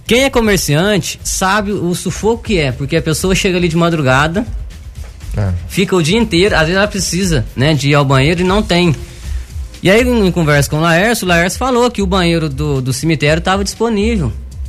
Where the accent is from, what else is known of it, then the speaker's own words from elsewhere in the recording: Prata, Minas Gerais, Brazil; now in Guaranésia, Brazil; hoje faz mais de 6 anos que eu moro em Guaranésia, né? Mas a minha vida inteira nasci na Prata, morei lá.